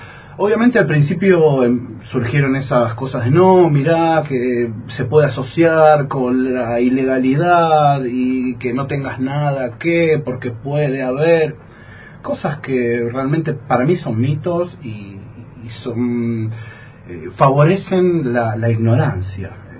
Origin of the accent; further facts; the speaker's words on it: Buenos Aires Province, Argentina; Yo en Buenos Aires, de donde soy oriundo, la provincia de Buenos Aires, cerca de la capital federal, también milito